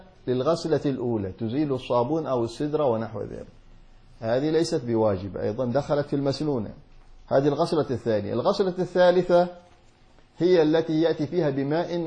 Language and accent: Arabic; Hadramaut, Yemen; كما يفعله عندنا في حضرموت يأتون بالسدر